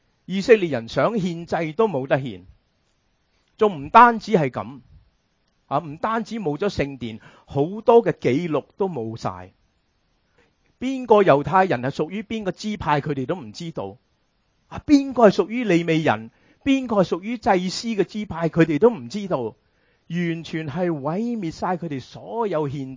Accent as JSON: {"language": "Chinese", "country": "China", "said": "我们中国人很喜欢吃猪肉"}